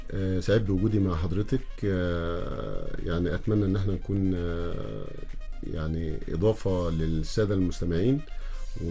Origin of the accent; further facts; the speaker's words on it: Egypt; يعني احنا كمصريين ان السوبر يتلعب هنا في مصر